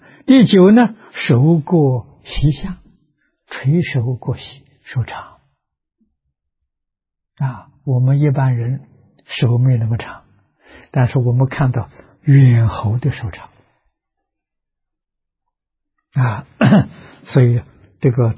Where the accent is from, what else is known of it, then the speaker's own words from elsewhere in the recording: China; 大概印度人的汗毛比我们多啊，我们中国人的汗毛比较少啊